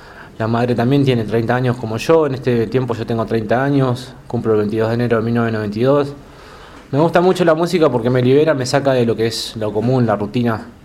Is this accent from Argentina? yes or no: yes; Buenos Aires, Argentina; also born or lived in Bariloche; me crié un poco en Buenos Aires, también en Bariloche, más en Buenos Aires que en Bariloche en mi infancia.